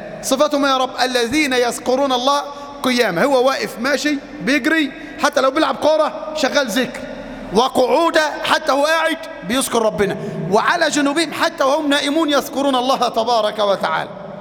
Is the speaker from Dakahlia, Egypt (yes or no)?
yes; Mansoura, Dakahlia, Egypt; شاب في المنصورة تزوج وتأخرت زوجته في الإنجاب، قصة حقيقية عندنا في المنصورة